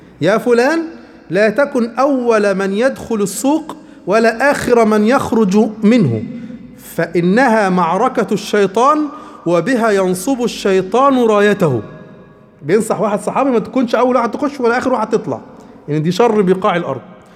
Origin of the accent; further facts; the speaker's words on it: Upper Egypt, Egypt; عندنا في قريتنا إحنا في الصعيد يعني